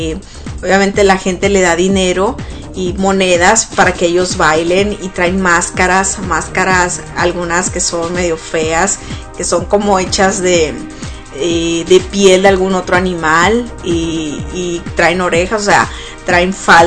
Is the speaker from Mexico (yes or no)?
yes; Sonora, Mexico; casi la mayoría de los que somos niños y que crecimos en Sonora